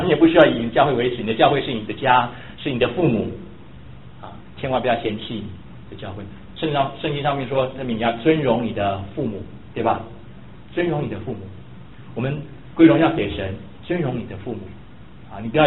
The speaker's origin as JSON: {"language": "Chinese", "country": "Taiwan", "said": "我从台湾来的时候"}